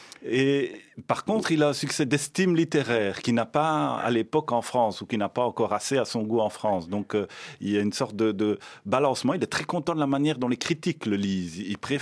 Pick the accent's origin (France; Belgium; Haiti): Belgium; L'avantage qu'on a d'être belge, c'est que on n'est pas fier d'être belge.